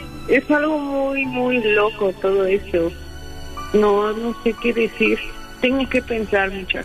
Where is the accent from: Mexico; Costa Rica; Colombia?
Mexico; Mexico City; Sí, somos de la Ciudad de México.